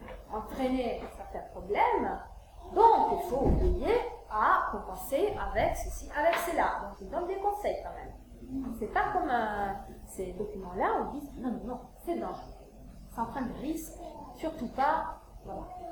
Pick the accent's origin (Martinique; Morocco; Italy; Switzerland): Italy; French is a second language; moi, je suis italienne, donc je peux un petit peu faire la comparaison entre la France et l'Italie.